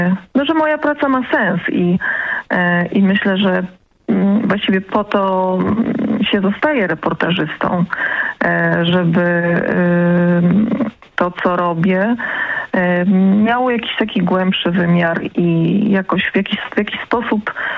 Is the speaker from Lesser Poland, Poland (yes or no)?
yes; Lesser Poland, Poland; Ponieważ jestem z tego regionu i kocham swój region, jestem, można powiedzieć, patriotką lokalną, ponieważ urodziłam się w Małopolsce.